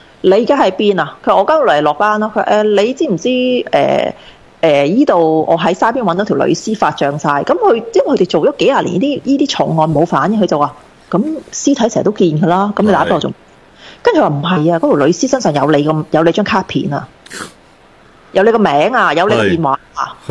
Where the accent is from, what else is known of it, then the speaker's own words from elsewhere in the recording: Taiwan; 我話係啦，我台灣人實叫人去拜拜喎